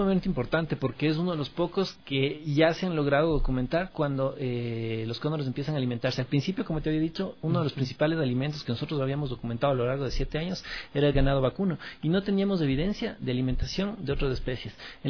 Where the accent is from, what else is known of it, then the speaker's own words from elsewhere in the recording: Ecuador; Yo lo que les pido es que como ecuatorianos seamos conscientes